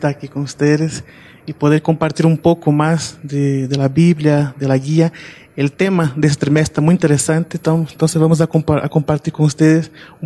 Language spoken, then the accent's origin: Spanish; Mato Grosso, Brazil; Spanish is a second language; now in Cochabamba, Bolivia; mi acento, yo soy de Brasil, soy de Mato Grosso, la parte central de Brasil, y estoy aquí en Cochabamba este año